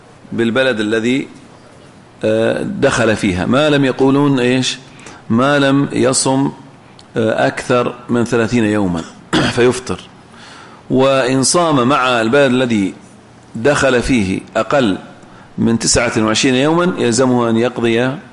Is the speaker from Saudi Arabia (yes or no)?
yes; Saudi Arabia; فيجوز العمل برأي الإمام كما هو موجود عندنا في السعودية